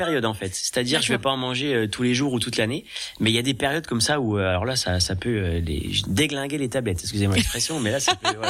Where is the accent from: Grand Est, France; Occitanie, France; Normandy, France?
Grand Est, France; j'essaye aussi de travailler sur le d'où je viens du département des Vosges et j'aime ça.